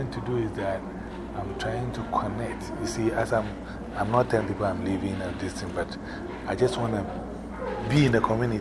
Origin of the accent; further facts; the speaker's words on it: New York, United States; So, yeah, we're from New York. We got techniques.